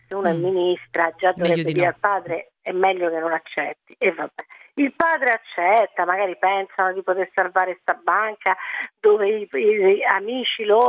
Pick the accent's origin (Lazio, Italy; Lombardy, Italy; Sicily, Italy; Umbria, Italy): Lazio, Italy; Rome; Ok, io sono di Roma, però per dire, no?